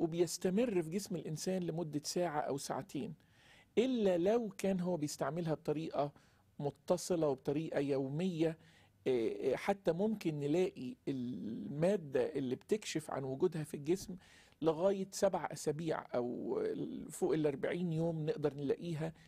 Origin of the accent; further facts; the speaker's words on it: Egypt; الحشيش يمكن منتشر عندنا في مصر أكتر،